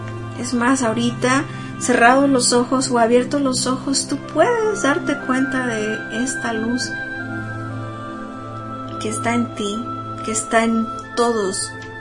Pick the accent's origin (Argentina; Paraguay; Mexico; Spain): Mexico; soy humana, soy mexicana, tan, tan, tan, tan, tan.